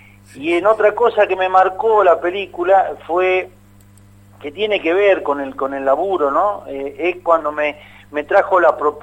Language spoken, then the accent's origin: Spanish; Posadas, Misiones, Argentina; born there; now in Buenos Aires, Argentina; Eso fue allá en Posada, en donde yo nací, claro. Y en el barrio donde nací, que era Villa Sarita, a la vuelta de la cancha de Guaraní Antonio Franco